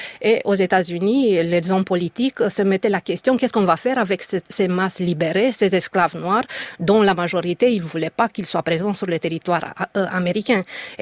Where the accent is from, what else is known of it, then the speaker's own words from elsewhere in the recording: Romania; French is a second language; j'estimais que je n'avais pas assez de distance critique par rapport à mon pays d'origine.